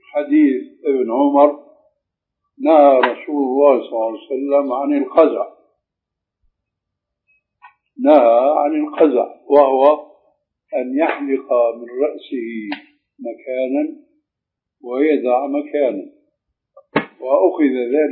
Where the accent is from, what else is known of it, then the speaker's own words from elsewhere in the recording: Syria; أشبه شيء فيما يبدو لي بالحلاقة الإنجليزية هذا تعرف عندنا في سوريا.